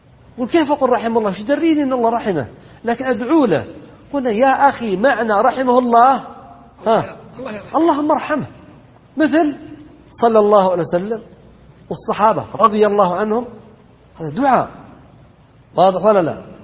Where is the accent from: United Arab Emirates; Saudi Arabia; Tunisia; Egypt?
Saudi Arabia; Najd; والذي ما يشاور الناس عندنا في نجد يسمونه دعمة